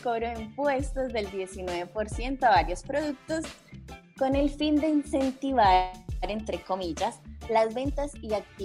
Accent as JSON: {"language": "Spanish", "country": "Colombia", "moved": "yes", "said": "porque justamente somos migrantes, yo soy de Colombia"}